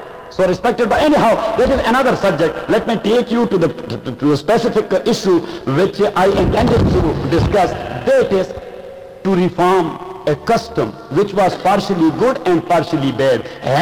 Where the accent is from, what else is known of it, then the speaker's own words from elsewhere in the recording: Pashtun area, Pakistan; Me, Hafiz sir, Qari sir, and our two lalas, big brothers, we are from the Pashtun area. In Pashtun area, you cannot imagine to divorce your wife, because that is against the tradition of the Pashtun people.